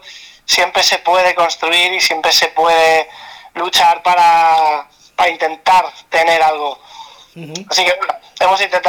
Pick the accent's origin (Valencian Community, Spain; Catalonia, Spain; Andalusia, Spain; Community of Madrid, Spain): Catalonia, Spain; Barcelona; nosotros somos de Barcelona, uh-huh. Del área metropolitana más o menos